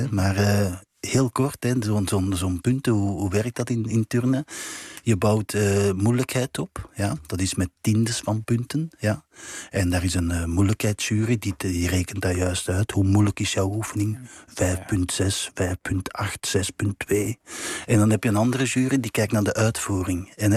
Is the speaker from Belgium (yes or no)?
yes; Belgium; Ik ben een Belg natuurlijk, maar ik ben een turn-Nederlander in hart en nieren.